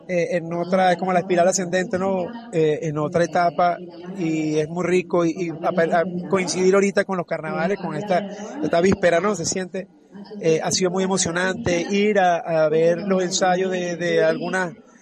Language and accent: Spanish; Venezuela; now in Uruguay; Eso nos ha hermanado también como venezolanos a decir, verga, por más diferencia que tengamos con el gobierno o entre nosotros